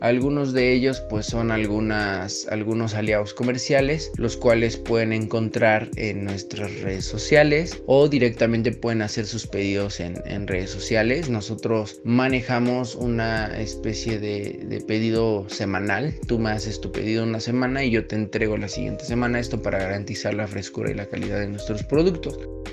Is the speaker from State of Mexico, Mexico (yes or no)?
yes; Chalco, State of Mexico, Mexico; soy del municipio de Chalco, Estado de México.